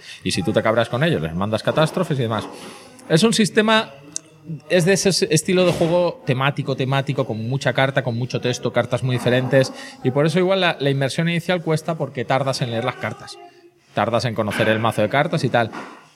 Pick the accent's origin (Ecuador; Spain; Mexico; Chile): Spain; subo la picaresca, que soy español.